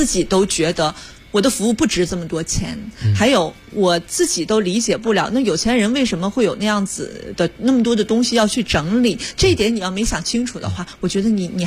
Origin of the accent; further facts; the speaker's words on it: China; 然后又是我们中国人的传统的一个美德